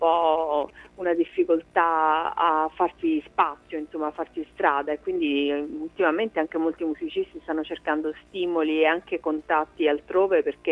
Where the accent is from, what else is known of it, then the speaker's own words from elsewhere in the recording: Apulia, Italy; in un momento magari in cui così dalle mie parti nel Salento non c'era la possibilità di vivere la musica in maniera molto quotidiana